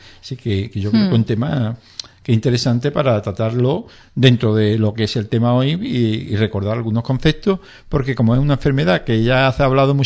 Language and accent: Spanish; Andalusia, Spain; accent: Andalusian; yo creo que no sé pronunciar la S, como andaluz que soy